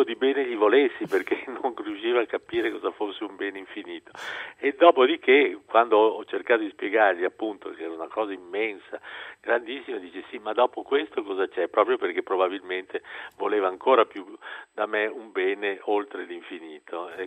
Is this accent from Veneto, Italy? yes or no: yes; Venice, Veneto, Italy; ho un mio flemma, che è la flemma di uno che ha lo scirocco nel sangue, perché io sono un veneziano, quindi faccio fatica a scompormi.